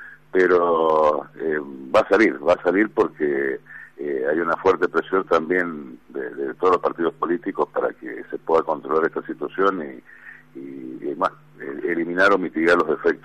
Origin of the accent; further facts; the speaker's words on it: Mendoza, Argentina; yo soy mendocino, tiro obviamente para la provincia